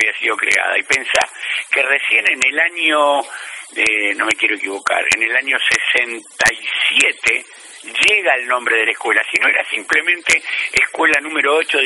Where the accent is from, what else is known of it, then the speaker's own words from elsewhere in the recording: Buenos Aires, Argentina; Nací aquí en Capital Federal, sí, sí. Originalmente en el barrio de Flores, viviendo mucho tiempo en el barrio de Flores, muchos años, y hace más de 20 años aquí en Floresta.